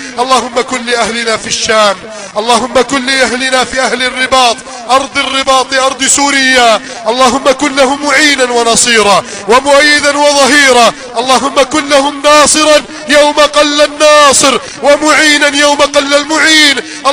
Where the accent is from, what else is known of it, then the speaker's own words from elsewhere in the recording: Egypt; اللهم احفظ بلدنا مصر من كيد الكائدين